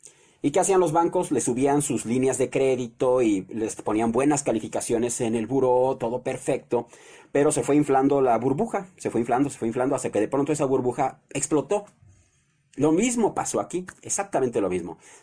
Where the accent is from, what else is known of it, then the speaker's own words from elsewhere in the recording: Mexico; algo tendremos que hacer de verdad como mexicanos